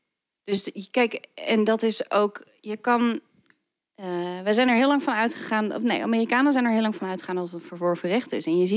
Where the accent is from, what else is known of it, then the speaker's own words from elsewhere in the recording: Netherlands; Ik kom uit Nederland.